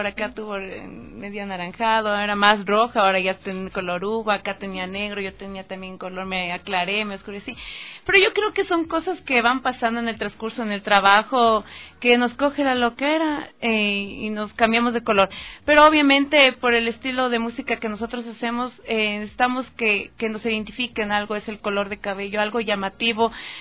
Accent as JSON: {"language": "Spanish", "country": "Ecuador", "said": "porque yo creo que como un ecuatoriano debería conocer lo que es la música ecuatoriana"}